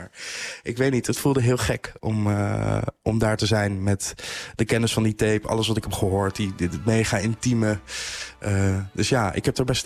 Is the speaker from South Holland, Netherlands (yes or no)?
yes; The Hague, South Holland, Netherlands; Ik kom zelf uit Den Haag.